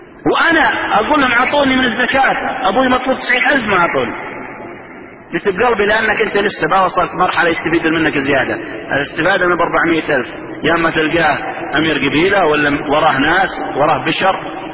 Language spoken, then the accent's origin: Arabic; Saudi Arabia; والقرضاوية انتشر عندنا في السعودية